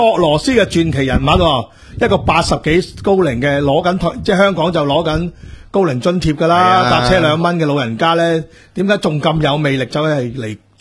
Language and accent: Cantonese; China; 作为中国人，当然啦，系嘛？